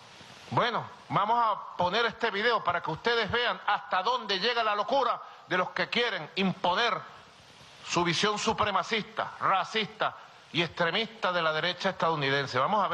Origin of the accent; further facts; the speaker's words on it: Venezuela; somos los venezolanos y venezolanas que hemos sido víctimas de su locura